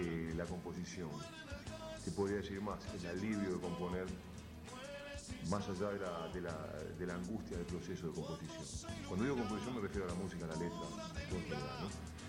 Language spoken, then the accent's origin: Spanish; Uruguay; no lo puedo hacer mejor que si utilizo mi propio acento y mi propio idioma